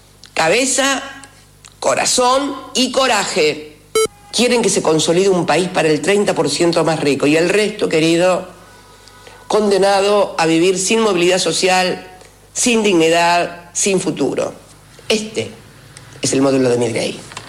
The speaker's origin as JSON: {"language": "Spanish", "country": "Argentina", "said": "la pregunta obligada que tenemos que hacernos como argentinos es"}